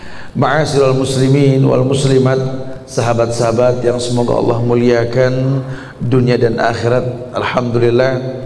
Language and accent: Indonesian; Jakarta, Indonesia; Ustaz lahir di Jakarta, gede di Jakarta, sampai ke Pekanbaru ketemu sama kalian sama.